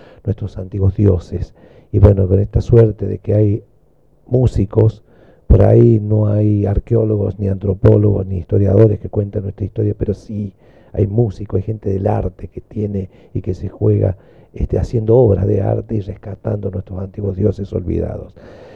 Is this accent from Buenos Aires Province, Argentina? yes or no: no; Córdoba, Argentina; accent: Cordobés; Bueno, la tonada me designa de dónde soy, ¿no? Cordobés. Yo soy de la familia de los Diaguitas, soy de los pueblos originarios.